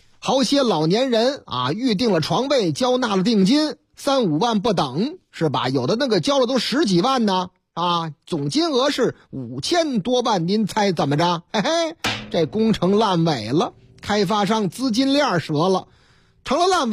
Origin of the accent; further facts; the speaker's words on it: Shandong, China; 不光是天津啊，还有哪儿啊？要我老家山东啊